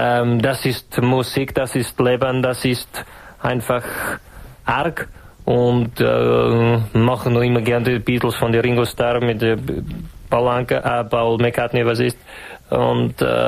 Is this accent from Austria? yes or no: no; Czechia; die große alte Diva des tschechischen Volksliedes. Harmona Habuka, großer Harmonikaspieler in meiner Heimat.